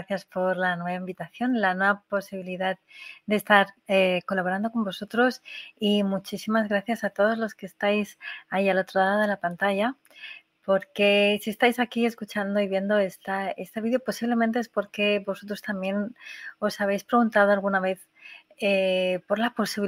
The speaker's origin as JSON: {"language": "Spanish", "country": "Spain", "moved": "as an adult", "said": "Yo, que hace unos 20 años salí de España, lo hice porque ya estaba trabajando en una empresa hacía varios años"}